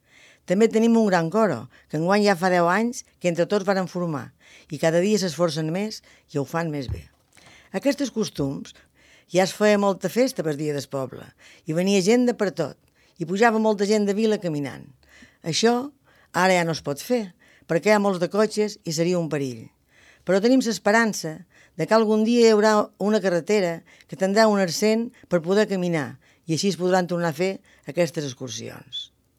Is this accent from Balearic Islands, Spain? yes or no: yes; Jesús, Balearic Islands, Spain; Les festes del meu poble. Un poble que ha crescut molt, però que encara conserva moltes costums d'abans.